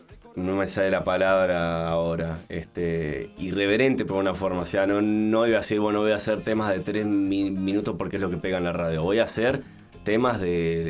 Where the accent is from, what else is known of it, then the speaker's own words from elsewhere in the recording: Argentina; Sí, yo soy argentino.